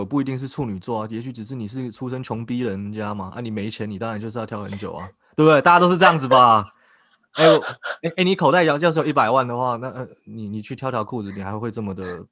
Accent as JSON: {"language": "Chinese", "region": "Keelung", "country": "Taiwan", "tie": "born or raised there", "said": "像我跟我家人小时候在基隆，因为我们家住在庙旁边啊"}